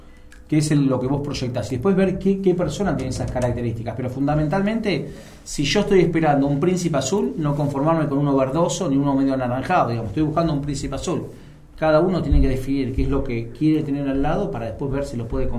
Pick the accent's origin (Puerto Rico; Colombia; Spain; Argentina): Argentina; Yo como sociedad argentina, y me hago cargo también